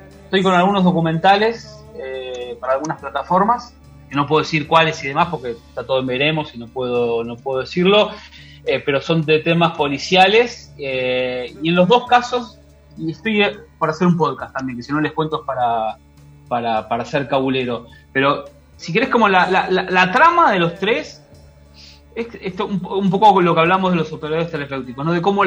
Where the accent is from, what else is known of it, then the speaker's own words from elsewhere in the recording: Argentina; born there; Nací en Argentina